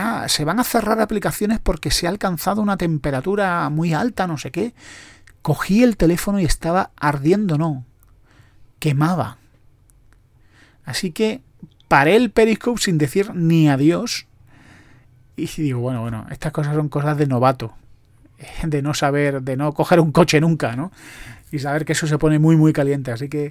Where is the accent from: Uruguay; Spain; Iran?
Spain; Que luego los españoles son muy mentirosos. Iba a decir somos, yo intento no serlo.